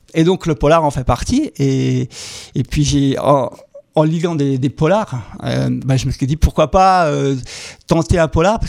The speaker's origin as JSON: {"language": "French", "region": "Grand Est", "country": "France", "said": "je viens du Bas-Rhin. Un petit village situé à 20 km à l'ouest de la capitale, Strasbourg."}